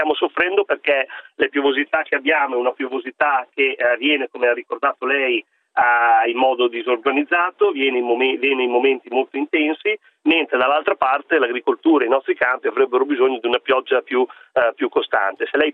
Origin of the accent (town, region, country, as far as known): Emilia-Romagna, Italy